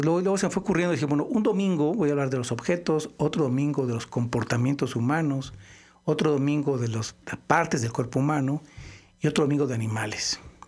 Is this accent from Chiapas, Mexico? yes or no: no; Morelia, Michoacán, Mexico; also born or lived in Mexico City; now in Guadalajara, Mexico; Sí, aunque soy de Morelia, moreliano. Viví bastantes años en el DF y después ya radico desde los 79 más o menos en Guadalajara.